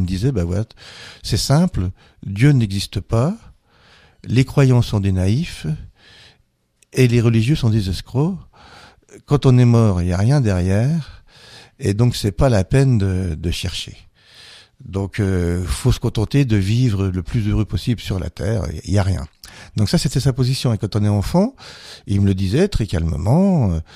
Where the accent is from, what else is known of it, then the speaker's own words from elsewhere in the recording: Grand Est, France; comme on est lorrain